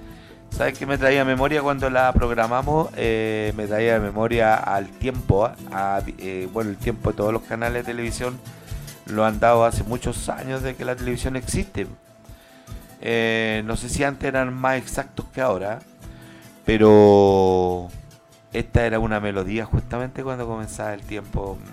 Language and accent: Spanish; Chile; cuando más grandes somos los chilenos, somos en el dolor